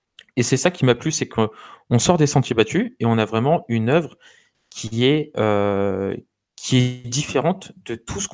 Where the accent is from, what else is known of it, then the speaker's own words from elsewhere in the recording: France; en tant que Français, on passe peut-être à côté parce qu'on n'a pas les connaissances qu'il nous faut